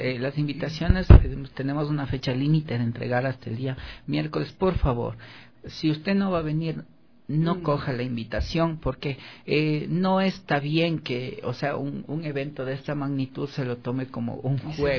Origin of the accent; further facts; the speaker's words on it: Ecuador; qué es lo que nosotros debemos hacer como ecuatorianos?